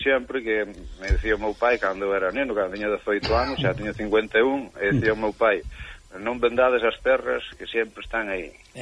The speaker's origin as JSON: {"language": "Galician", "town": "Chantada", "region": "Galicia", "country": "Spain", "said": "é o primeiro que digo son de Chantada, para que a xente visite Chantada, non?"}